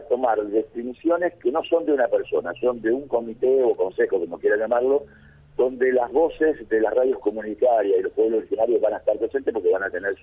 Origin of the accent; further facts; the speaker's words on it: San Justo, Santa Fe, Argentina; Yo soy de San Justo y sé las dificultades que tiene la radio de Colonia Dolores